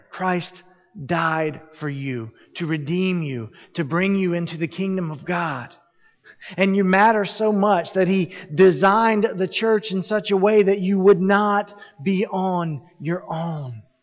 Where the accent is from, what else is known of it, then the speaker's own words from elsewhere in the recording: Southern United States, United States; I'm from the South, it's the Bible Belt, and there are people down there who think that every time the door swings open, their bottoms need to be in the seats.